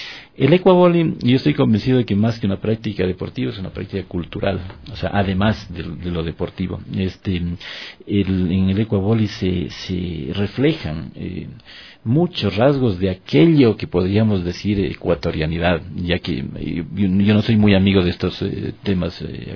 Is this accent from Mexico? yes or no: no; Ecuador; un retrato de nosotros mismos, de lo que somos y de lo que hemos sido como ecuatorianos